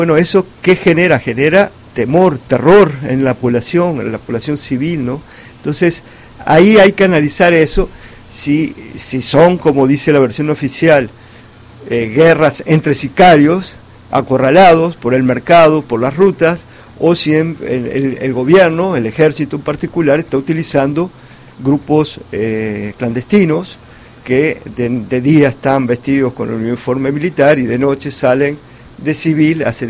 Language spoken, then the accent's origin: Spanish; Uruguay; Yo vengo de Uruguay.